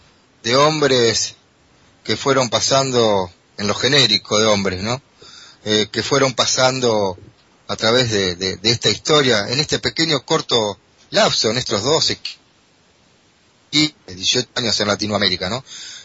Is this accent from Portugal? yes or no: no; Argentina; Y lo abro desde como argentino también, ¿no?